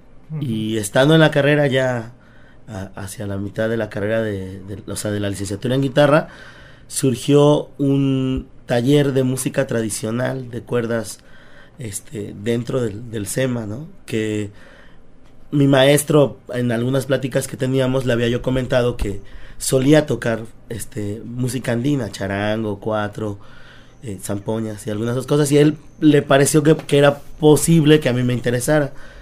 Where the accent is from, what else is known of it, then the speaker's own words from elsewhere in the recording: Yautepec, Morelos, Mexico; Yo soy de Yautepec